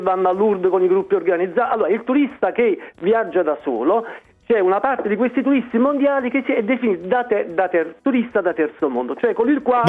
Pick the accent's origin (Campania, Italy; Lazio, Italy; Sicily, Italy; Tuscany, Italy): Campania, Italy; Naples; Napoli, che amo tantissimo, sono napoletano, certo